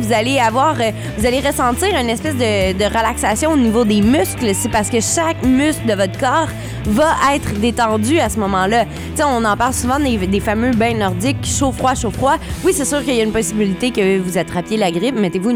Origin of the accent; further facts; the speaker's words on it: Trois-Rivières, Quebec, Canada; accent: Trifluvian; De Trois-Rivières.